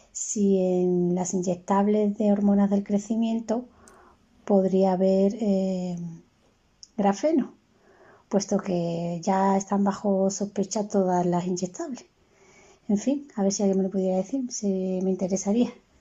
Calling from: Málaga, Andalusia, Spain; de Málaga.

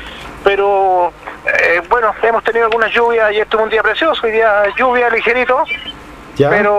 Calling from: Ñuble, Chile; los que nos separamos de la región del Biobío, hoy día somos regiones, somos la región de Ñuble, la decimosexta región del país.

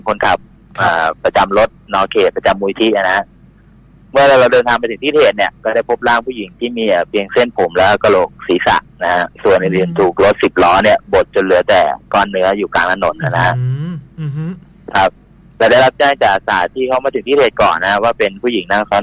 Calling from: Pathum Thani, Thailand; ปทุมธานีครับ

